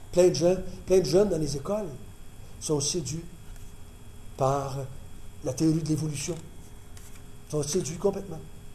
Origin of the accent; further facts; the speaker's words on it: Quebec, Canada; quand je parle en tant que Québécois, j'ai été élevé comme catholique, comme la plupart d'entre vous. Là, 50 ans, quand je suis venu au monde, un peu plus que 50 ans maintenant